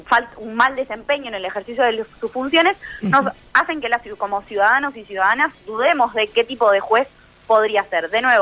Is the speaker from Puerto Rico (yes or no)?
no; Argentina